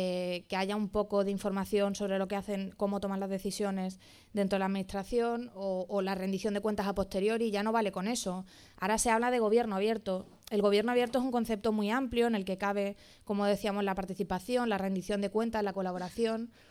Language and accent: Spanish; Málaga, Andalusia, Spain; Bueno, yo soy de Málaga, así que me encanta venir y hablar aquí.